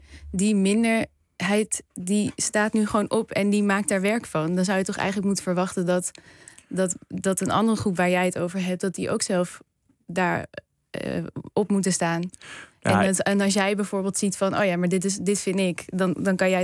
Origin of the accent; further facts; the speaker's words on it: Arnhem, Gelderland, Netherlands; Ik kom uit Arnhem, dus ik ging altijd